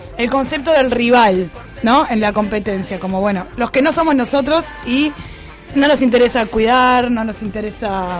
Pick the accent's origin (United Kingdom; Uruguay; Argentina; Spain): Uruguay; Sí, somos todos uruguayos y lo que hablamos recién, no somos chilenos.